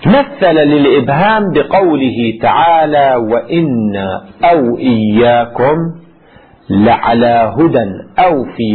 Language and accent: Arabic; Lebanon; ما في عندنا في لبنان يقولوا أمنيات